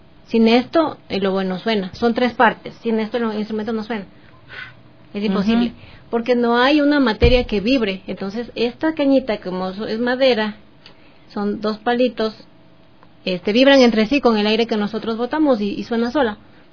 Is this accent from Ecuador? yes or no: yes; Quito, Pichincha, Ecuador; born there; nacimos nosotros allá acá en Quito.